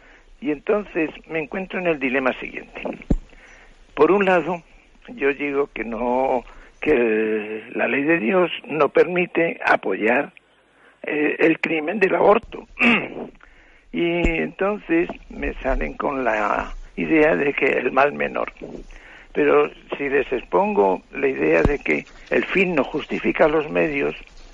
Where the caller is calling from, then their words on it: Madrid, Community of Madrid, Spain; de Madrid.